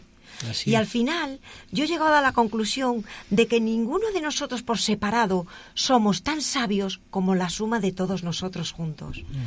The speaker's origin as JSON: {"language": "Spanish", "region": "Galicia", "country": "Spain", "lives_now": "Madrid, Spain", "said": "Yo vivo en Madrid, pero soy gallega."}